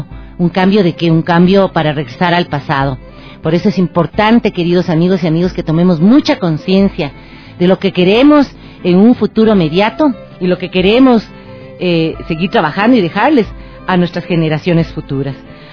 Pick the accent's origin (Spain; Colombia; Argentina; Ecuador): Ecuador; Eso tenemos que exigir como ecuatorianos